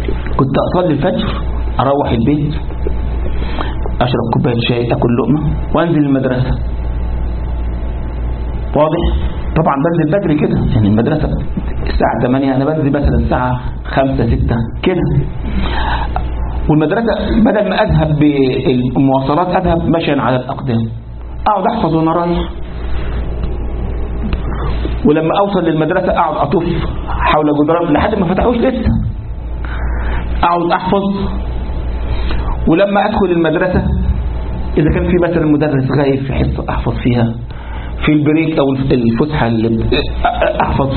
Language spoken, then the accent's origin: Arabic; Egypt; تعرف عندنا في مصر الثانوية العامة دي يعني إيه؟